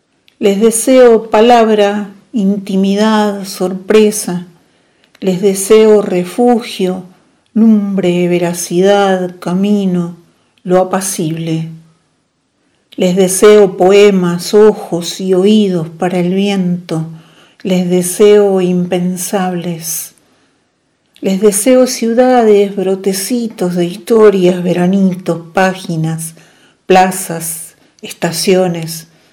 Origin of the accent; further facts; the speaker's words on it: Coronel Suárez, Buenos Aires Province, Argentina; born there; now in Mendoza, Argentina; Nací en Coronel Suárez, provincia de Buenos Aires, en 1958 y actualmente resido en Mendoza, capital.